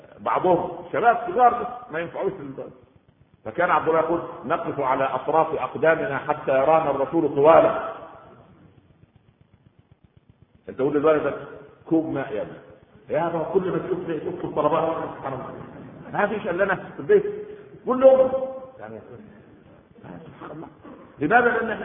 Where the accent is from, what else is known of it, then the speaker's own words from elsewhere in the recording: Egypt; عندنا في مصر